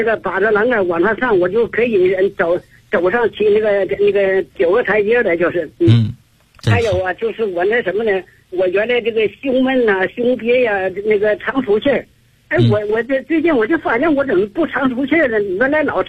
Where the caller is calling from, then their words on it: Beijing, China; 我是来自北京啊，我是你的新学员。